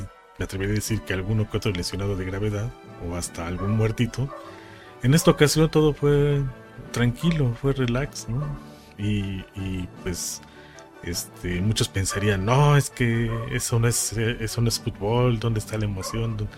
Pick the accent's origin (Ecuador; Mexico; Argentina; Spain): Mexico; Es parte de nuestra propia identidad como mexicanos.